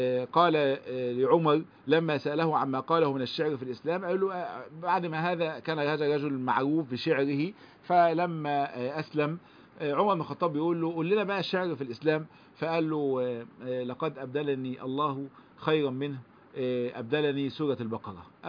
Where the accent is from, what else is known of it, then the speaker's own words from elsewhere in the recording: Egypt; اللي هو المثل اللي عندنا في مصر